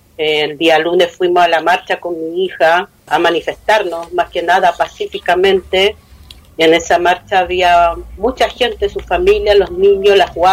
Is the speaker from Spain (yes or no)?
no; Araucanía, Chile; first language Mapuche; Spanish is a second language; los voy a saludar en mi lengua materna, que es mapuche. Marimari Lamien, Marimari Compuché … locutora de Radio Huelquén Curruj, medio de comunicación mapuche de la Araucanía